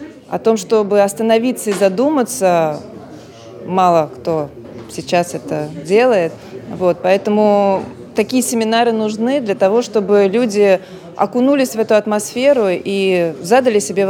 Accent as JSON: {"language": "Russian", "region": "Moscow", "country": "Russia", "said": "Я из Москвы. Родилась в Москве, живу в этом городе."}